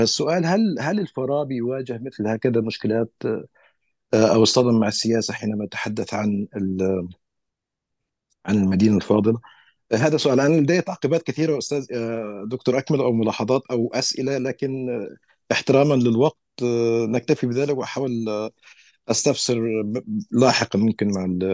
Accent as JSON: {"language": "Arabic", "country": "Palestine", "said": "يعني إذا كان ثمة شرعية لمتحدث يقول إنه من فلسطين فأنا من فلسطين"}